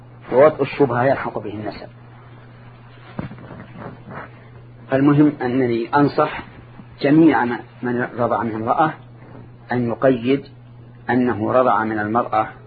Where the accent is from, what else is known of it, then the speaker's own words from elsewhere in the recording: Saudi Arabia; لكن عندنا في السعودية